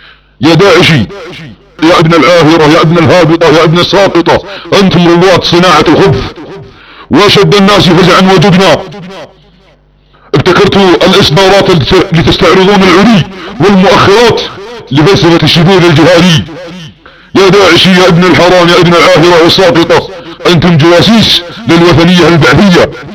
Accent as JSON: {"language": "Arabic", "country": "Saudi Arabia", "said": "عندما تكون بلادنا السعودية بامن وخير"}